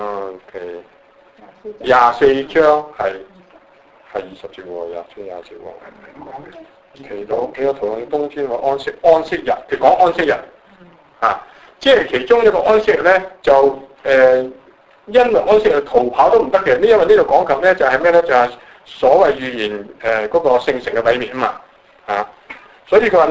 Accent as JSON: {"language": "Cantonese", "region": "Guangdong", "country": "China", "said": "我哋廣東人，我哋講地拖，國語人講咩咧？唔係拖地喎，係拖把嚇。當然，即係我哋話教剪，佢哋話剪刀"}